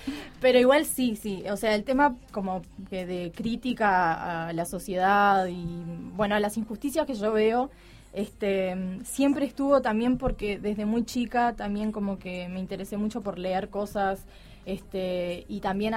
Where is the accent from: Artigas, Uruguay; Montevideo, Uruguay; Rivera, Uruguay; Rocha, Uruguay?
Rocha, Uruguay; Chuy; Yo soy de Chuy, soy de la frontera, entonces siempre como que chupé mucha música brasilera.